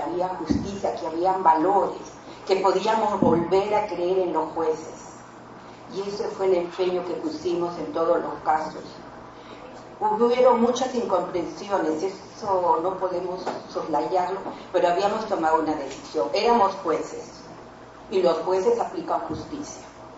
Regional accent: Barranca, Lima, Peru; Yo era juez de paz no letrada en el distrito de Barranca, de donde soy

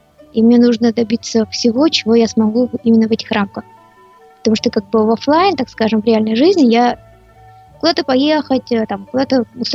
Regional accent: Buryatia, Russia; born there; Родилась я в Бурятии, у меня семья была, мама, папа

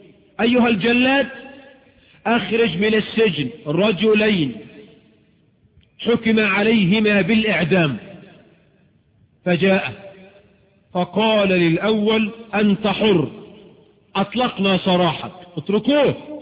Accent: Egypt; وبعض الشواذ عندنا في مصر في مؤتمر السكان

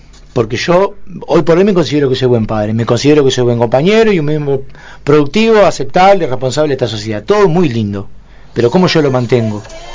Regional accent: Montevideo, Uruguay; yo soy era un pibe nacido y criado en Pocito, Montevideo, ¿no? La UNI Julio César, una zona 1 Montevideo, re lindo

